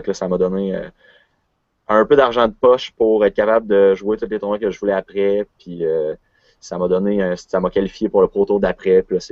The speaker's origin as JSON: {"language": "French", "region": "Quebec", "country": "Canada", "lives_now": "Quebec City, Canada", "said": "21 ans. Je viens de Québec. Je vis à Québec, mais je viens de la Beauce."}